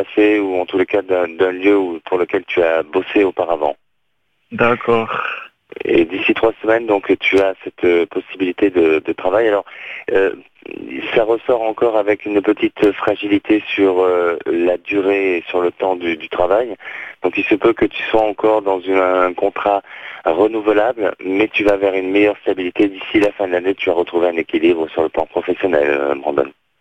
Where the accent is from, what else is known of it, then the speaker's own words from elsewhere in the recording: France; born there; et puis bien sûr la France, mon pays natal.